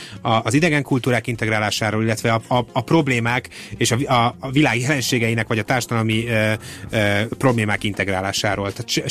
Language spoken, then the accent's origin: Hungarian; Hungary; nyilván magyarként sem szeretnék ebben belemenni, hogy mit gondolnak a magyarok a szlovákokról